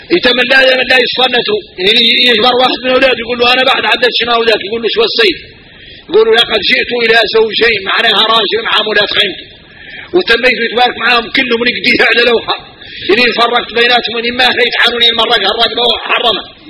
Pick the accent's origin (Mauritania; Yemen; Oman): Mauritania; احنا موريتاني فينا الغرائب والعجائب